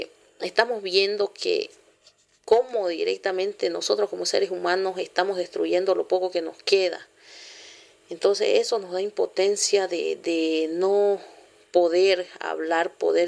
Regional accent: San José de Chiquitos, Santa Cruz, Bolivia; soy de Bolivia, vivo en Santa Cruz, el departamento que está en peligro ahorita. Estamos en la Chiquitanía, soy el municipio de San José de Chiquitos y mi comunidad se llama San Juan.

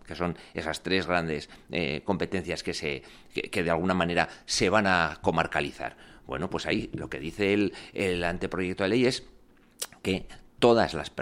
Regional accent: Navarre, Spain; Yo soy navarro de nacimiento y de familia y hablo euskera también por familia.

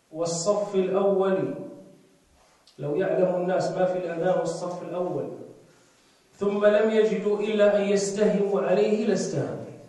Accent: Morocco; والحمد لله احنا عندنا في المغرب هذا، عندنا هذا الترجيع

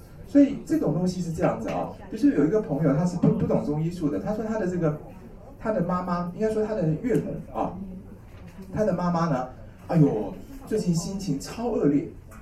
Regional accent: Taiwan; 而且本来我们台湾人都很慢活啊

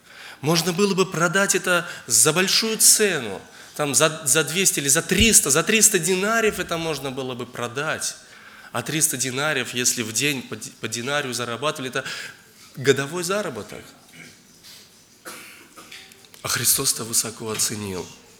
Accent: Zheleznogorsk, Russia; я из Железногорска.

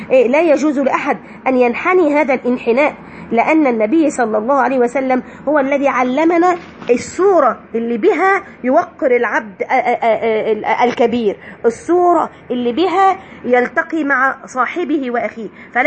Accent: Egypt; حاجة عندنا احنا كده كمصريين منتشرة

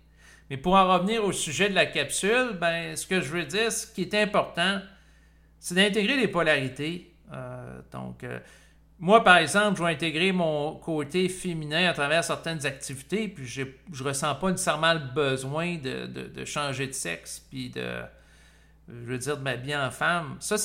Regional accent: Canada; moi, en tant que Canadien

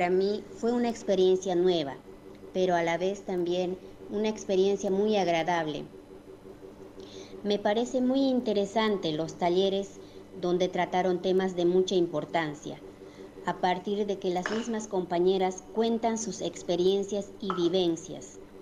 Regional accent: Bolivia; formo parte de la cooperativa Mujeres de Pie. Vengo de Bolivia

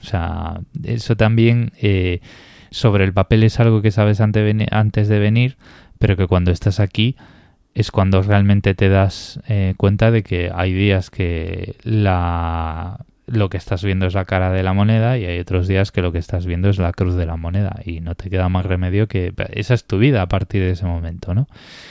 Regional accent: Galicia, Spain; yo soy gallego y a mí hay veces que me apetece estar algo, o sea, me apetece hacer algo o me apetece estar en Galicia

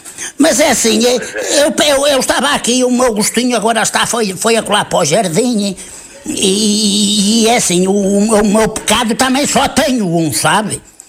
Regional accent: Porto, Portugal; Eu sou aí de perto de Penafiel.

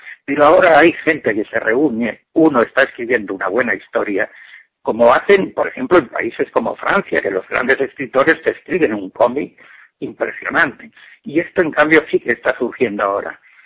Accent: Barcelona, Catalonia, Spain; Yo vengo de Barcelona y si te cuento cómo están las cosas, te pongo un ejemplo.

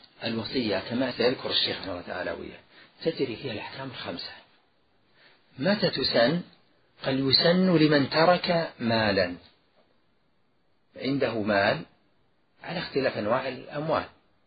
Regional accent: Najd, Saudi Arabia; لذلك سبقا ذكرت ما يوجد عندنا في نجد

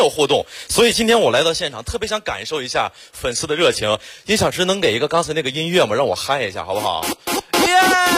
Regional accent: Xiong'an, Hebei, China; 土生土长的雄安人，从小在那长大

